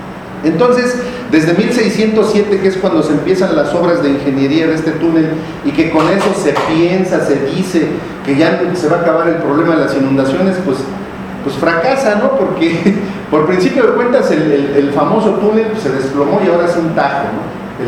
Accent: Tecámac, State of Mexico, Mexico; Nosotros venimos de Tecama, ya les dije que en esos tiempos cuando existían los lagos era un pueblo de pescadores, era un pueblo ribereño

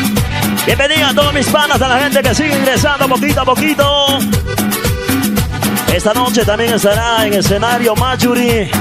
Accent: Ecuador; ¿Dónde estamos los que somos ecuatorianos a las huevas?

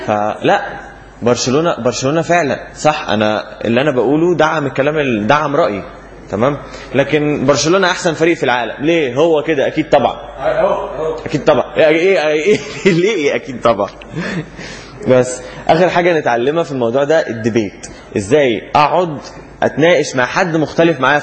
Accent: Egypt; وده الاختلاف الاساسي بيننا كمصريين وبين اي دولة او شعب تاني في التفكير

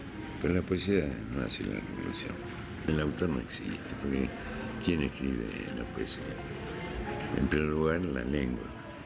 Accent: Argentina; born there; Yo pertenezco a una familia ucraniana, yo soy el único argentino. Y mi hermano mayor, ya ellos se emigraron a la Argentina, donde yo nací.

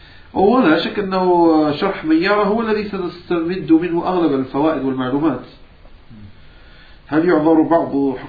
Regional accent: Morocco; نعم أنا من المغرب، أنا مغربي وشامي وحجازي.

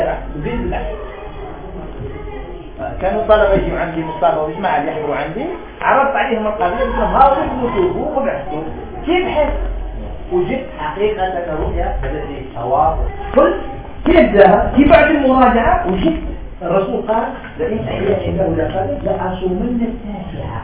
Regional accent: Algeria; وإحنا عندنا في الجزائر دايرين الفجر على 18 درجة

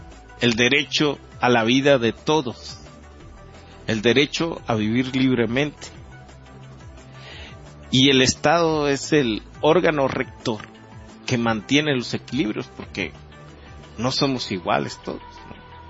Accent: Mexico; Conservar nuestras tradiciones, por ejemplo, que nos identificara como mexicanos

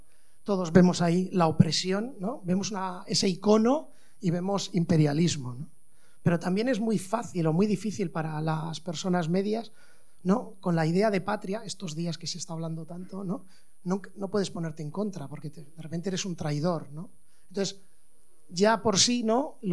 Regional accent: Basque Country, Spain; porque soy de Euskal Herria

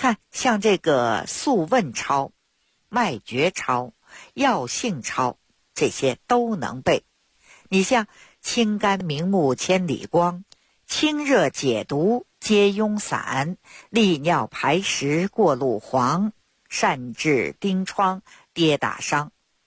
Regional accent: Beijing, China; 我呢是土生土长的北京人儿。我自小呢出生在一个中医世家， … ，我的爷爷我的父亲那都是郎中。

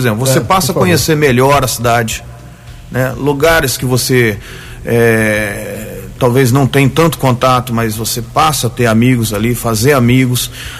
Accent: Guaranésia, Minas Gerais, Brazil; Eu não sou natural de Guaranésia, né?

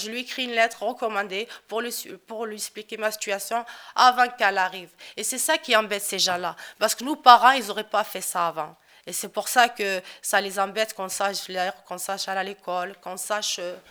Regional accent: Morocco; comme je suis toute seule, en plus, je suis marocaine

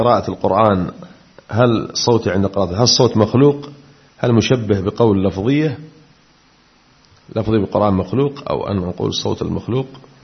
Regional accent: Aden, Yemen; وقد أثيرت مسألة عندنا في عدن في بعض المناطق

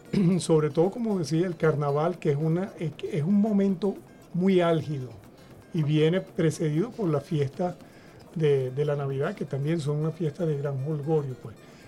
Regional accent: Caracas, Capital District, Venezuela; born there; De familia oriental. Nací en Caracas, pero soy de familia oriental.

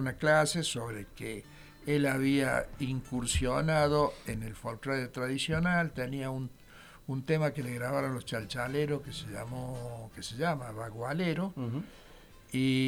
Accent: Salta, Argentina; born there; also born or lived in Córdoba; yo en realidad nací en Salta y vine a estudiar a Córdoba.

